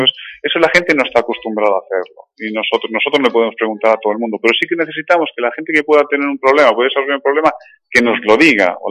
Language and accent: Spanish; Galicia, Spain; Yo vengo de Galicia, que realmente allí sol tenemos muy poquito, pero aquí sí que he notado el cambio